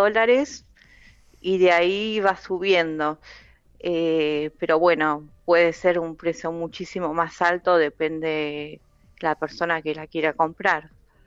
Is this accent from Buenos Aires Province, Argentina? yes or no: yes; Tres Arroyos, Buenos Aires Province, Argentina; now in Claromecó, Argentina; Así que regresé a Tres Arroyos, yo soy de Tres Arroyos, y de ahí viajé a dar clases en museos, galerías de artes y escuelas.